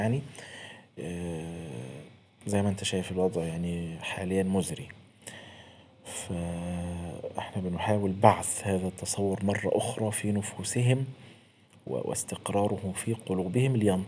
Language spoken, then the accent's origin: Arabic; Egypt; احنا عندنا في مصر هنا